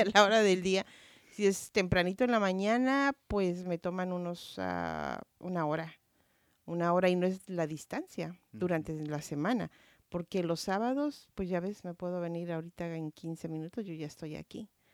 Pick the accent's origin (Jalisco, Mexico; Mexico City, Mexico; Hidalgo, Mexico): Jalisco, Mexico; Guadalajara; born there; moved away as an adult; soy mexicana, nací en Guadalajara, Jalisco. Hace muchísimos años, no voy a decir cuánto, pero llegué cuando tenía entre 18 y 19 años aquí.